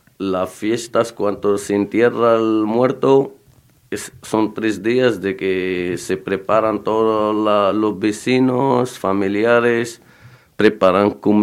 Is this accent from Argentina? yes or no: no; Morocco; de Marruecos